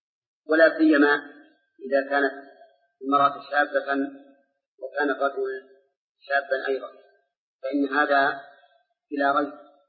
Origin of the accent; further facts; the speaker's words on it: Saudi Arabia; أي في بلادنا المملكة العربية السعودية